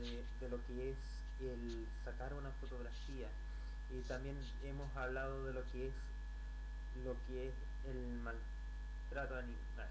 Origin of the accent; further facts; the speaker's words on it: Chile; mundo y al país entero de mi patria, que es Chile.